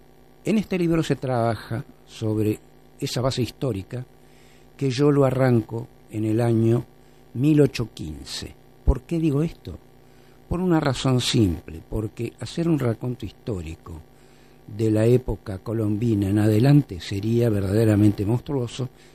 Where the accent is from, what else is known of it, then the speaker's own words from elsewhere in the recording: Argentina; y ahí me integro como argentino a toda la comunidad latinoamericana